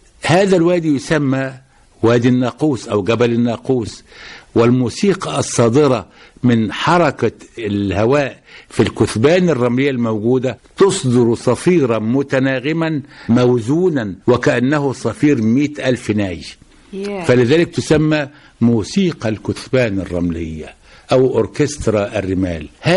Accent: Egypt; من مصر، لأن موجود عندنا بنقاء 99%، حاجة غير عادية

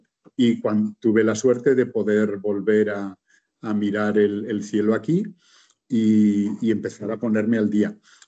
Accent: Barcelona, Catalonia, Spain; Sí, bueno, yo soy de Barcelona.

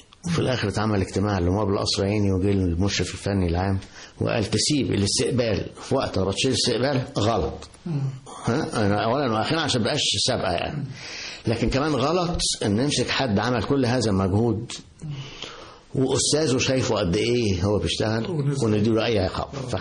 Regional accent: Egypt; الأستاذ اللي علمني أنا مصري لكن هو أول جينيريشن بعد الإنجليز

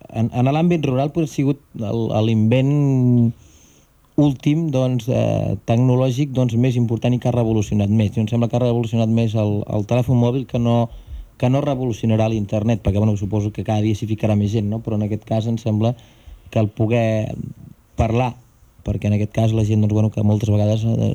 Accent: Catalonia, Spain; com a bon catalans em sembla que és una realitat òbvia

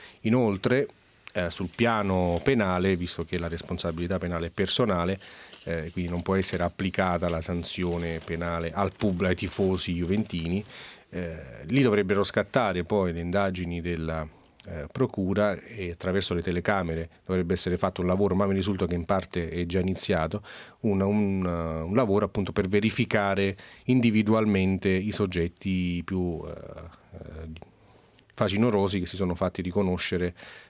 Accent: Naples, Campania, Italy; mi ricordo benissimo anche da napoletano, una particolare sensibilità su questo

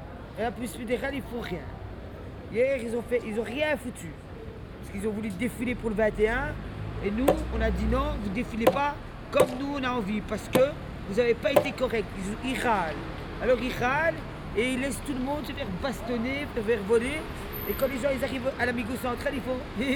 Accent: Brussels, Brussels-Capital Region, Belgium; Je suis bruxelloise, moi je suis né ici à Bruxelles, ma famille c'est à Stalingrad.

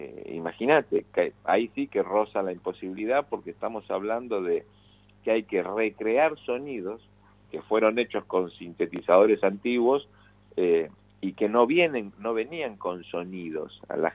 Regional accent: Rosario, Santa Fe, Argentina; con la banda con la que tenía yo cuando era pibe, adolescente, allá en Rosario.

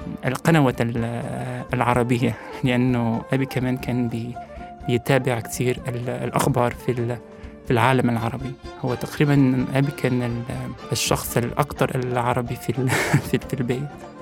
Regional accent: Rif, Morocco; first language Amazigh; Arabic is a second language; also born or lived in Egypt; وبفهم الدريجه، بفهم اللغه العربيه المغربيه. ولكن انا في المغرب وانا طفل على طول كنا بنروح في الريف فقط، فكنت بتكلم بالامازيغي، وفي البيت كنت بتكلم بالامازيغي. احنا بالنسبه لنا في البيت في الاسره اللغه الاساسيه هي اللغه الامازيغيه، والعربي اللغه العربيه كانت لغه الدين،

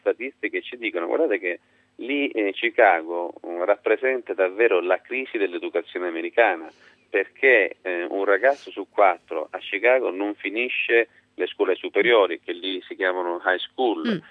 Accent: Sicily, Italy; Sì, avendo fatto le scuole giù

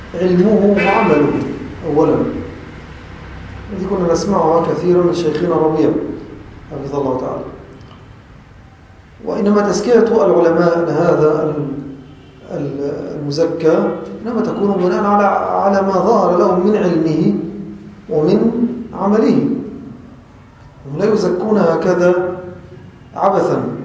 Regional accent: Egypt; وأغلب العامة خاصة في بلدنا مصر يتلفظون بهذا اللفظ على خلاف المعنى المقصود.

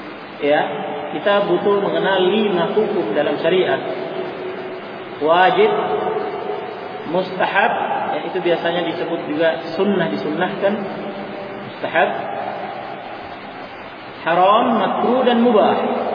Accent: Makassar, South Sulawesi, Indonesia; meskipun kita orang Makassar, ya, karena faktor bahasa saja mereka mengatakan air

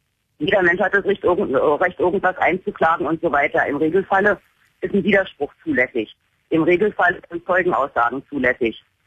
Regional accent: Berlin, Germany; Ich bin gebürtige Deutsche, bin in Deutschland geboren und aufgewachsen, in Berlin. Und habe allerdings durch eine Heirat vor 21 Jahren die persische Staatsangehörigkeit bekommen.

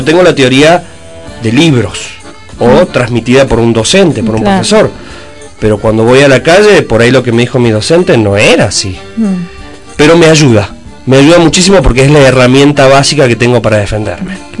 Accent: Buenos Aires, Argentina; born there; Nací en Buenos Aires.

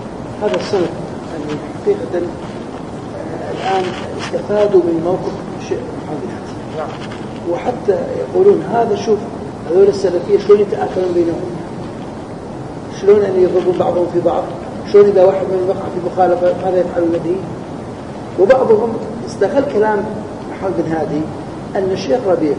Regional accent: Kurdistan Region, Iraq; مثل عندنا في كردستان صار عندهم هذا الشيء رأسا فتح عليهم

